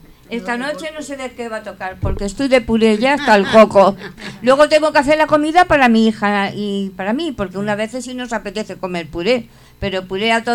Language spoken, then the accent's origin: Spanish; Community of Madrid, Spain; Sí, y yo como buena madrileña también